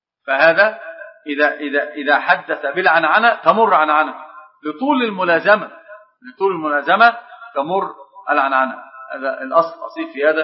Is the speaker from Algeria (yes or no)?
no; Egypt; لكن أتكلم على كمصريين، يعني في حاجة عندنا